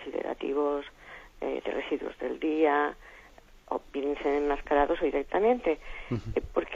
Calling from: Alicante, Valencian Community, Spain; de Alicante.

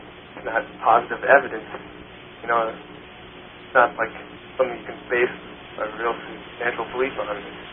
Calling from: Minnesota, United States; Minnesota.

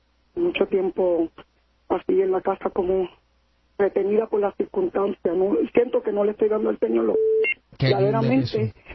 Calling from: Louisiana, United States; yo vivo en el estado de Luisiana, yo soy la chica que siempre escribo porque soy de Luisiana

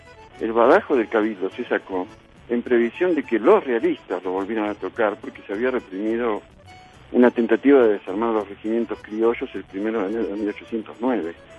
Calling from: Tilcara, Jujuy, Argentina; de Tilcara

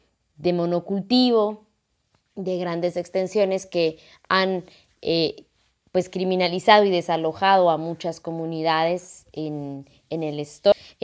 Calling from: Guatemala; de Festivales Solidarios, periodista independiente. Les envío un saludo desde Guatemala.

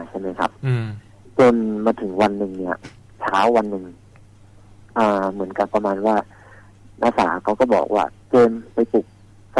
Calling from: Phrae, Thailand; โทรมาจากจังหวัดแพร่ครับผม

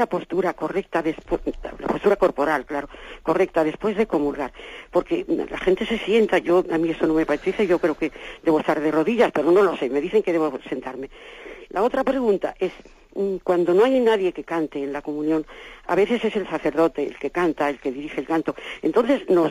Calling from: Madrid, Community of Madrid, Spain; de Madrid.

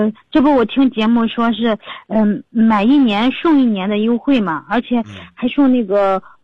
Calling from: Changping, Beijing, China; 我们是昌平南齐家村这边的。

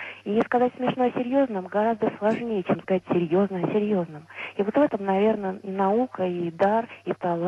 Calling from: Moscow, Russia; Я звоню из Москвы.

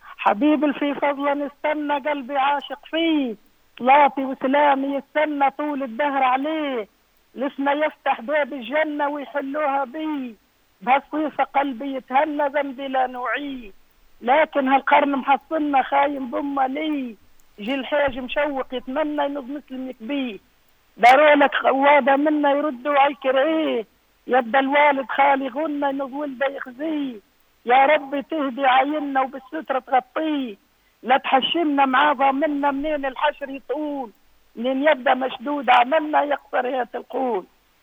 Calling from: Fatnassa, Kebili Governorate, Tunisia; من فطناسة

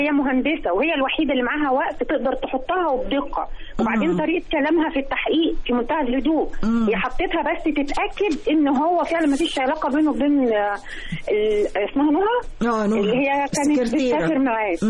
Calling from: Haram, Giza Governorate, Egypt; من الهرم.

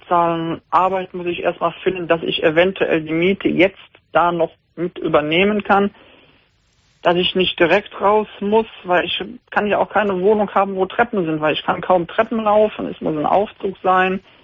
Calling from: Heinsberg, North Rhine-Westphalia, Germany; ich würde bis Köln und Neuss arbeiten, ich komme aus Heinsberg.

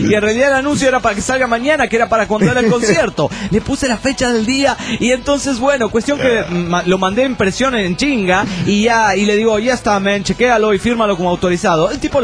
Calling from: Cancún, Quintana Roo, Mexico; Vengo de Cancún, Quintana Roo

